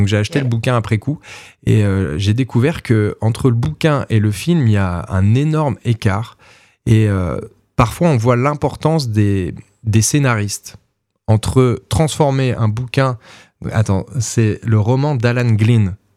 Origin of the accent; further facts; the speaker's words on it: Nancy, Grand Est, France; Dans ma ville natale, je vis toujours à Nancy, donc moi je suis très bien ici.